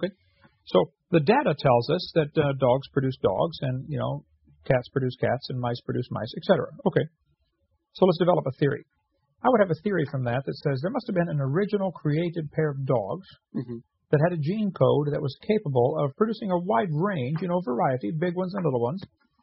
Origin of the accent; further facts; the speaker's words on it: Illinois, United States; And yeah, I'm from Illinois. Love that fall in the Midwest.